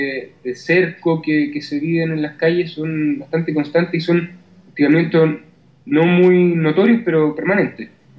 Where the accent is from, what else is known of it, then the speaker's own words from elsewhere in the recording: Chile; tuviéramos como chileno que tuviéramos que pedir permiso para manifestarnos.